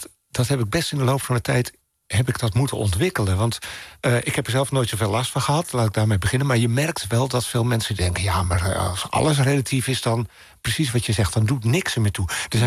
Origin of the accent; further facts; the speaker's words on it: Maarssen, Utrecht, Netherlands; ik hoor dat het niet de kerk van Maarsen is waar ik ben opgegroeid.